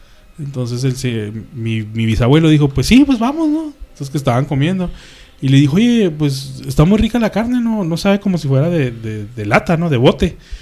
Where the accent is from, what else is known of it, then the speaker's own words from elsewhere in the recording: Mexico; Yo como mexicano te voy a decir. Yo trabajé en un McDonald's en Estados Unidos